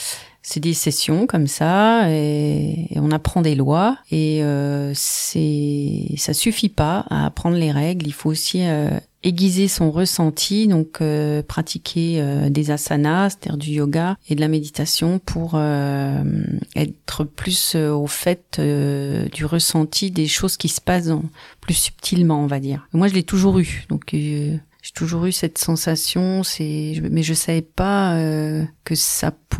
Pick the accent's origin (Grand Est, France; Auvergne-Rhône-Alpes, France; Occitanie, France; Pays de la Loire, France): Grand Est, France; Remiremont; je suis vosgienne, je suis née à Remiremont il y a de ça plusieurs décennies.